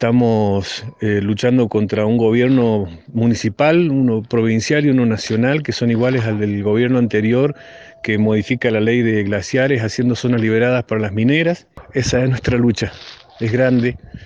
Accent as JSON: {"language": "Spanish", "town": "Jáchal", "region": "San Juan", "country": "Argentina", "said": "Soy de Hachal."}